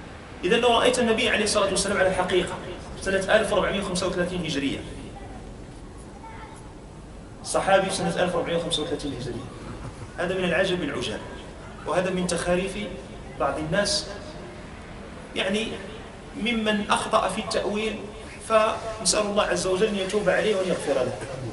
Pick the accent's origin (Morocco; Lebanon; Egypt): Morocco; كانوا في حال السجادات عندنا في المغرب